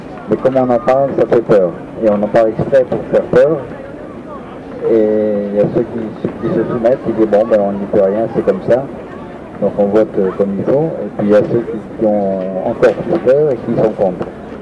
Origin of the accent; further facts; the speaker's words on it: Grand Est, France; born there; Même moi, je suis né en Lorraine, on m'a obligé à apprendre l'allemand si je voulais apprendre l'anglais.